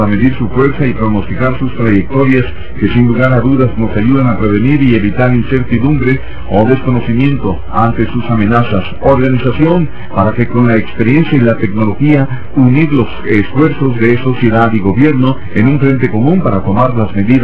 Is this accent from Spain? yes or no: no; Mexico; nuestros valores como mexicanos toman mayor relevancia